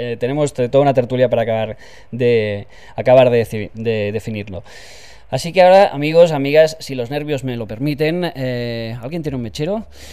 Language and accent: Spanish; Catalonia, Spain; yo soy catalán